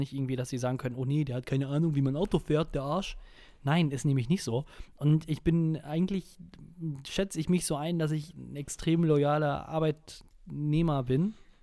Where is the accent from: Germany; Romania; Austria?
Germany; Münster, North Rhine-Westphalia; Also der Stadt, in Anführungsstrichen, wo ich aufgewachsen bin, wo ich herkomme.